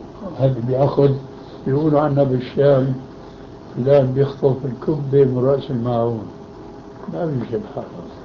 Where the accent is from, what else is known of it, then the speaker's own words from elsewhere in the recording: Albania; moved away; also born or lived in Damascus, Syria; مثلا فأنا ألباني كما عرفت، هاجرنا من ألبانيا ليه؟ وهاجرنا إلى مهجر إبراهيم عليه السلام إلى الشام، ثم أنا هاجرت من دمشق إلى هنا ليه؟